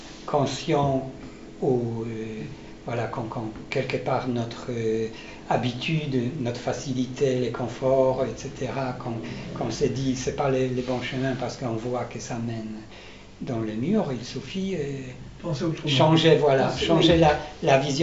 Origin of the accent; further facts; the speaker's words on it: Poland; je suis polonais, et dans les années 90, en Pologne